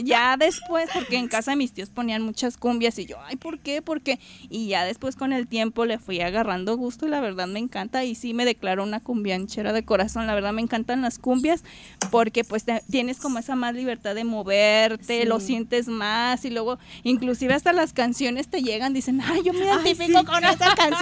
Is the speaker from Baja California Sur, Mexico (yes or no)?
no; Puebla, Mexico; born there; now in Guadalajara, Mexico; pues yo soy de Puebla, bueno, nací allá, pero he vivido acá en Guadalajara mucho tiempo.